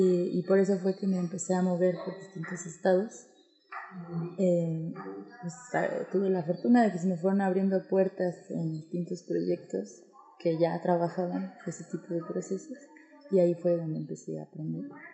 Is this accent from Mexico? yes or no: yes; State of Mexico, Mexico; also born or lived in Chiapas; now in San Cristóbal de las Casas, Mexico; Pues soy de México, vengo de Chiapas. En realidad yo crecí en el Estado de México.